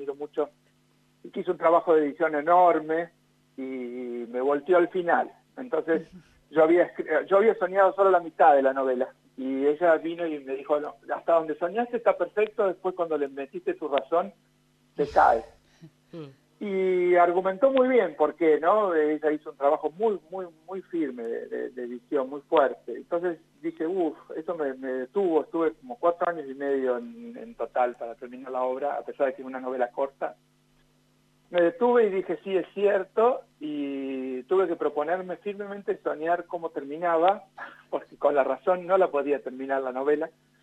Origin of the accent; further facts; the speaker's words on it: Ingeniero Luiggi, La Pampa, Argentina; now in General Pico, Argentina; lo presenté en Ingeniero Luigi hace 2 semanas, que es mi pueblo natal